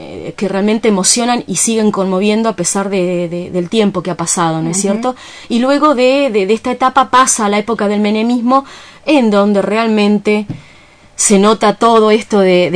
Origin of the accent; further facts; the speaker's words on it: Comodoro Rivadavia, Chubut, Argentina; Yo soy de Comodoro Rivadavia y bien sé lo que ocurrió en esa ciudad